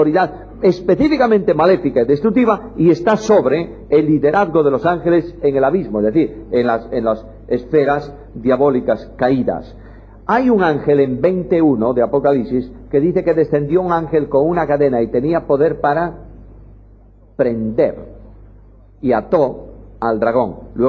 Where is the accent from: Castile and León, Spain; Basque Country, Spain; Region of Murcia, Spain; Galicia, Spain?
Galicia, Spain; Y yo, como gallego, buen gallego, el gallego es un hombre que a una pregunta contesta con otra pregunta.